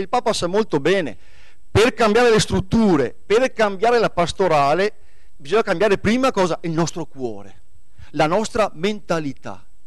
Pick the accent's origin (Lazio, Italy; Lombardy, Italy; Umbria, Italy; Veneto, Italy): Veneto, Italy; Bassano del Grappa; born there; now in San Martino di Lupari, Italy; Io sono nato a Bassano del Grappa, ecco, nel lontano 1971, nel vecchio ospedale della Madonnina qua a 2 passi. Dunque sono a casa, ecco, sono un novese di adozione, poi adesso vivo a San Martino di Lupari.